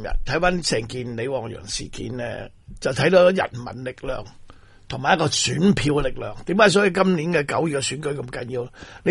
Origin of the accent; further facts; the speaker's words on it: Hong Kong; 唔可以叫我哋香港人学日本仔噶嘛，大佬啊！